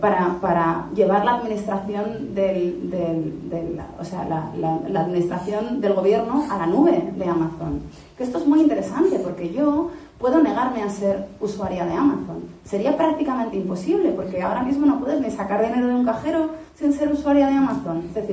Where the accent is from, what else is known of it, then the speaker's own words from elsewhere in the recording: Spain; soy ciudadana española. Y como ciudadana española, es mi obligación ser administrada por el gobierno.